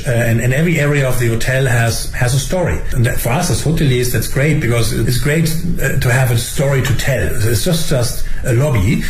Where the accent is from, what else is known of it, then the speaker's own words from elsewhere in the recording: Germany; I mean, I'm from Germany.